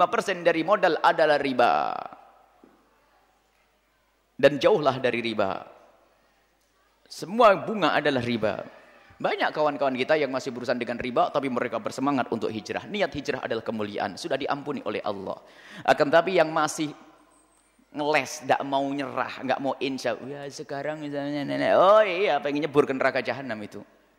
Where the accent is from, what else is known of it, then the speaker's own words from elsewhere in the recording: Ponorogo, East Java, Indonesia; saya itu juga asli Ponorogo, cuman saya kaya di sini, lupa ini